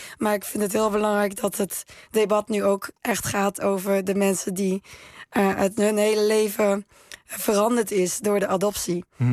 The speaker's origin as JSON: {"language": "Dutch", "country": "Netherlands", "lives_now": "China", "said": "Hier word ik nooit echt helemaal als Nederlander gezien."}